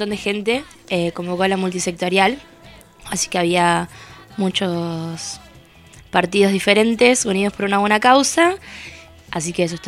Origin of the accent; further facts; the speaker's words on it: La Plata, Buenos Aires Province, Argentina; Soy de La Plata, sí.